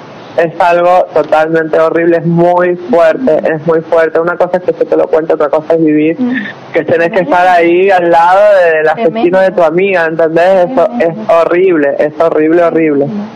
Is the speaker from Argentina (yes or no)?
yes; San Juan, Argentina; yo soy oriunda de San Juan, ella de Villa Mercedes